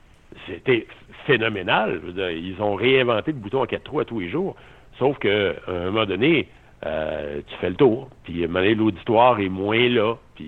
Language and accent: French; Quebec, Canada; T'sais, le hockey, on vient du Québec